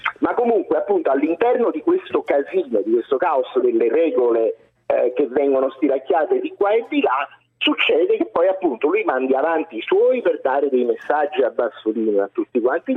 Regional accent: Naples, Campania, Italy; Io sono napoletano

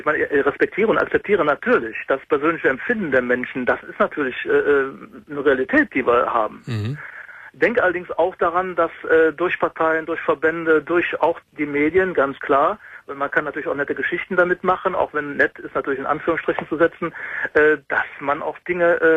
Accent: Mönchengladbach, North Rhine-Westphalia, Germany; Ich komme aus Mönchengladbach.

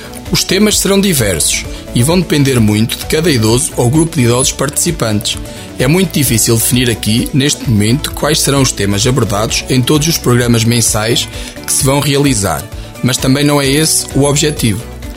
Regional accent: Oliveira do Hospital, Coimbra, Portugal; sou natural do Conselho de Oliveira do Hospital, resido na aldeia das Seixas, da freguesia do Seixo da Beira.

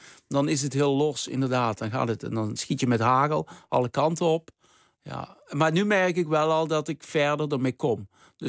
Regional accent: Deurne, North Brabant, Netherlands; Maar ik kom uit Deurne, dus ik voelde me heel erg betrokken bij die boeren.

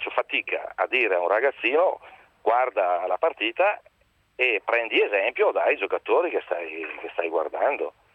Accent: Brescia, Lombardy, Italy; io sono di Brescia, ho giocato nel Brescia 14 anni.

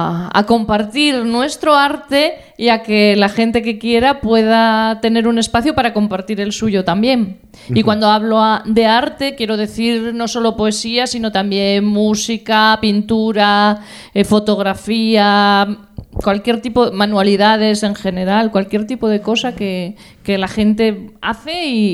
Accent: Mieres, Asturias, Spain; born there; also born or lived in Gijón; Nací en Mieres, pero bueno, viví en Gijón.

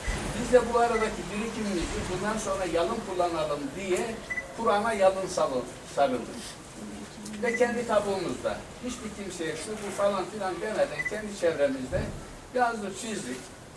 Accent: Kayabaşı, Konya, Turkey; born there; İşte ben aslen Konya doğumluyum. Konya'nın Beyşehir'in Kayabaşı köyü var. Ben orada doğdum. Okul yazar olmayan bir ailenin çocuğuyum.

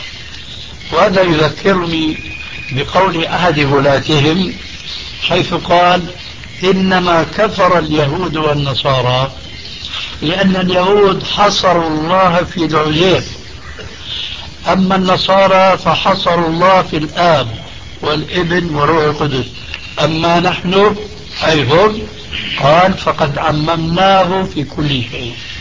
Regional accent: Syria; بعض العبارات التي مع الأسف تلقفها بعض العامة عندنا في سوريا

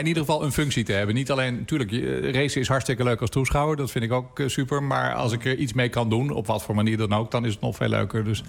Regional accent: Driebergen, Utrecht, Netherlands; Ik zat nog op school, gymnasium. En toen was ik schreef voor de lokale krant in mijn vrije tijd bij ons in Driebergen.

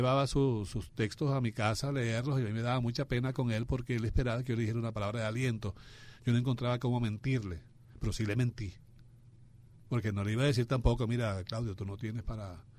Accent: Upata, Bolívar, Venezuela; un muchacho que vivía por la calle donde yo nací cuando yo estaba pequeño

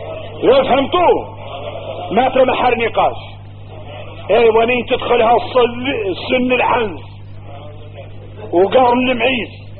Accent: Mauritania; احنا موريتاني نعيش مدرستين مطاحنات

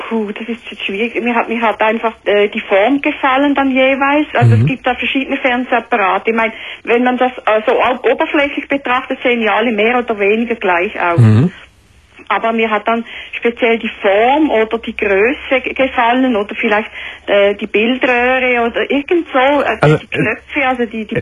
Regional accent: Switzerland; Ja, ich bin eine Schweizerin.

